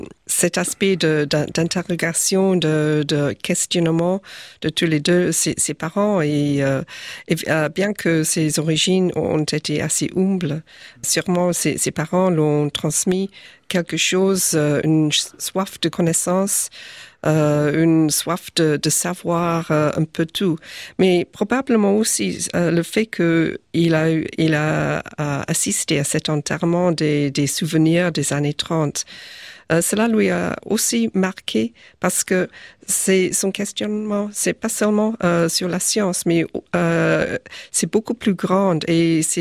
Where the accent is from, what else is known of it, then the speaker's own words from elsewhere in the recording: South Africa; born there; French is a second language; Moi, je suis née en Afrique du Sud, donc c'est bien loin.